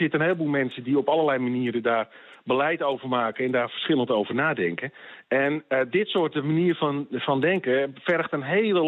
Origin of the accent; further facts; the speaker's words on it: Netherlands; daar kunnen we als Nederlanders vaak heel erg moeilijk